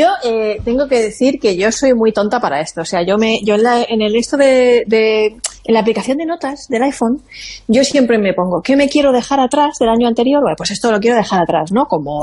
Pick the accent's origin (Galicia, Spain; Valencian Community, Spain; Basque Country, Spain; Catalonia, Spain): Valencian Community, Spain; Monforte del Cid; Son de mi tierra, de Monforte de Cí. Esa uva que todos nos comimos anoche, a la medianoche en Nochevieja, era de mi pueblo.